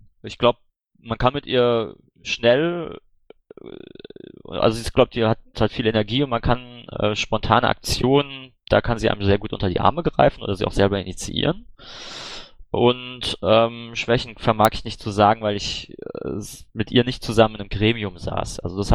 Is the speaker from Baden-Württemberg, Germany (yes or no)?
yes; Baden-Württemberg, Germany; Na gut, ich bin aus Baden-Württemberg.